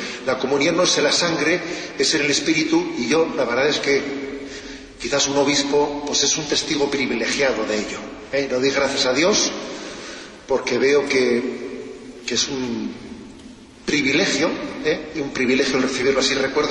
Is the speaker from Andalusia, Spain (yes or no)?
no; Basque Country, Spain; estoy pensando ahora en mi tierra, cuando alguien corta con su tradición, es como un árbol que corta con sus raíces, que se seca. Es verdad, ¿eh? Se habla mucho de ETA